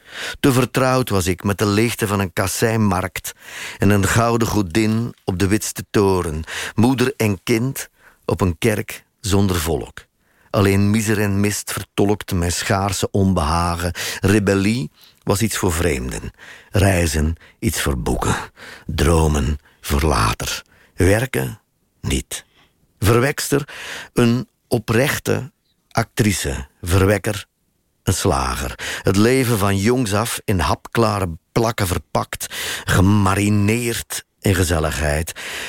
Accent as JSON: {"language": "Dutch", "town": "Sint-Niklaas", "region": "Flanders", "country": "Belgium", "said": "ik kom uit Sint-Niklaas, waar dat college stond."}